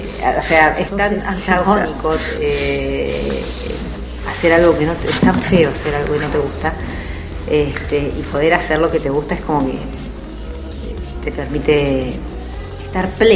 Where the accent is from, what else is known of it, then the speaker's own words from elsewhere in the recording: Buenos Aires, Argentina; Y nosotras porteñas